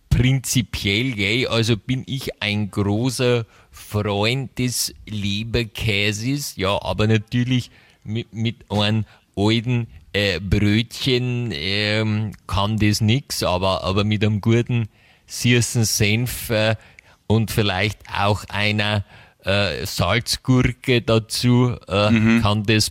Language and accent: German; Bavaria, Germany; Dazu muss man sagen, bei uns in Bayern gibt es auch ein Fürstenfeld.